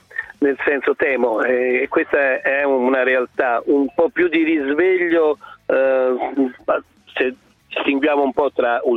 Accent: Rome, Lazio, Italy; Roma in questo momento, ai noi, lo dico da romano, è in una situazione abbastanza imbarazzante

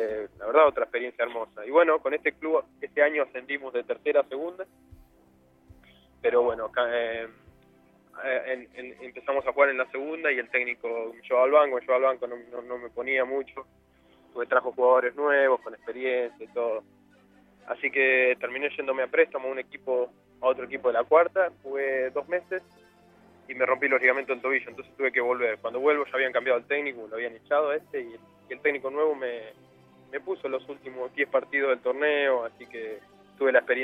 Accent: Argentina; Dicen, sí, que argentino, como te dicen, cheat, que es tramposo.

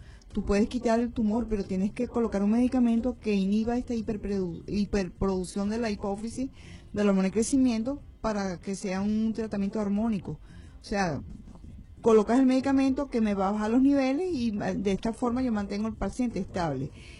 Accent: Venezuela; Todos somos venezolanos y tenemos el mismo derecho, que es la salud.

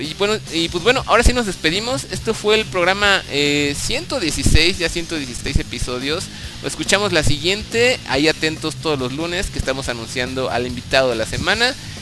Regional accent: Mexico; Si algo somos acá, los latinos, los mexicanos sobre todo, somos apasionados

